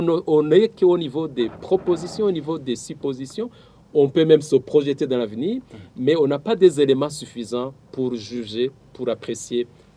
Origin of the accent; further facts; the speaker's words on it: Burundi; Mais nous sommes tous des Burundais.